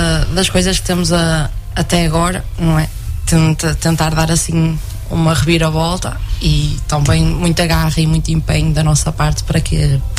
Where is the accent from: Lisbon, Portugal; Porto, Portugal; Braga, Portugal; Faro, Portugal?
Porto, Portugal; Paços de Ferreira; now in Oliveira do Hospital, Portugal; Venho de Passos de Ferreira, não é assim tão longe daqui quanto isso, portanto também não... Pronto, e tenho 22 anos, quase a fazer os 23, e estou aqui em Oliveira do Hospital.